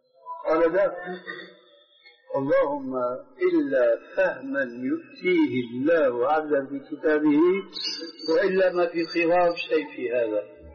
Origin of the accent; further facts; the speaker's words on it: Syria; كلنا نحن سوريين